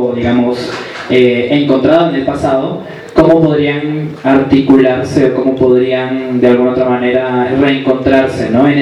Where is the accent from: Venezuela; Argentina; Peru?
Peru; now in Bogotá, Colombia; soy travesti del Perú, y migrante aquí en Bogotá, en Colombia.